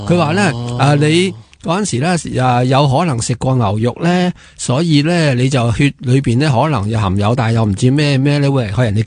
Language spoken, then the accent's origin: Cantonese; Hong Kong; 即系我哋香港人咧，即系冇办法，我谂全世界都系咁吓